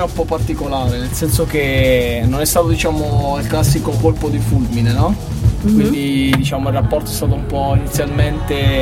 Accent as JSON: {"language": "Italian", "region": "Abruzzo", "country": "Italy", "lives_now": "Modena, Italy", "said": "Io sono abruzzese di origine, però vivo da già un po' di tempo a Modena."}